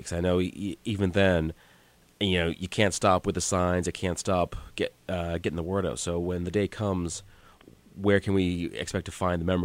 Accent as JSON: {"language": "English", "town": "Hanover", "region": "Massachusetts", "country": "United States", "tie": "born or raised there", "said": "And Hanover is actually my hometown."}